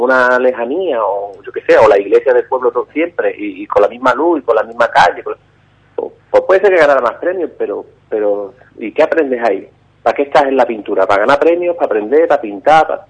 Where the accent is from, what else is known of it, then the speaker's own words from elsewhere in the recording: Ubrique, Andalusia, Spain; me tienen en Ubrique. Yo que la verdad que estoy súper agradecido de tanto seguimiento que tiene mi pueblo conmigo.